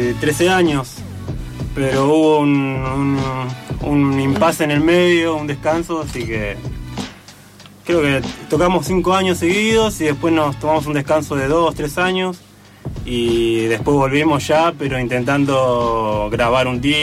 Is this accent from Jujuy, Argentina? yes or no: no; José C. Paz, Buenos Aires Province, Argentina; provincia, donde somos nosotros José de Paz, San Miguel